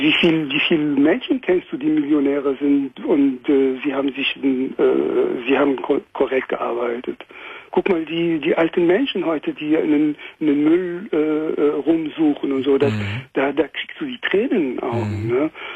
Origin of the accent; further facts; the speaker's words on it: France; German is a second language; now in Germany; ich komme aus Frankreich, ne?